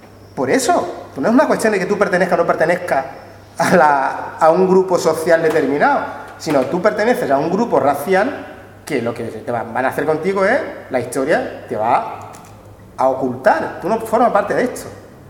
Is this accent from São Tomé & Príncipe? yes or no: yes; São Tomé & Príncipe; Está más cerca de mi tierra, de Santo Tomé y Príncipe.